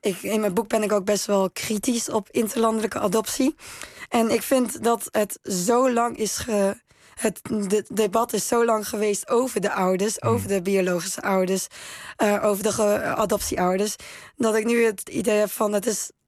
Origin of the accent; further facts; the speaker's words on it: Netherlands; now in China; Hier word ik nooit echt helemaal als Nederlander gezien.